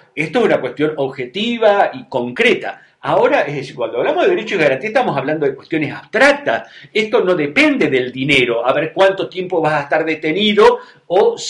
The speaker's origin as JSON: {"language": "Spanish", "country": "Argentina", "said": "somos argentinos, esa es la identidad central."}